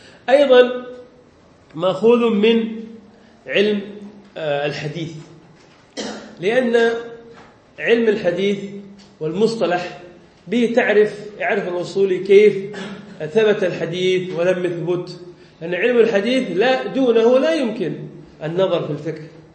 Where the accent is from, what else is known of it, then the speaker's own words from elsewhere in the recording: Yemen; now in Indonesia; حتى عندنا في اليمن نعاني من هذه المشكلة، يعني طلاب العلم فلا يحبون النحو، هنا في اندونيسيا لا بأس